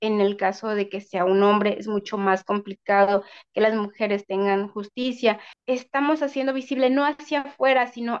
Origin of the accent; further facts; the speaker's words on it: Tixtlancingo, Guerrero, Mexico; que se llama Tixtlancingo, municipio de Coyuca de Benítez, Guerrero. Soy integrante de la Red de Mujeres Indígenas y Afromexicanas acá en Guerrero